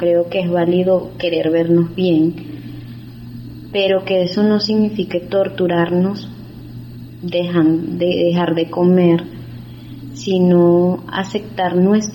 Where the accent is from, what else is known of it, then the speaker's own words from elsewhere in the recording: Venezuela; now in Colombia; soy venezolana y vivo actualmente en Colombia.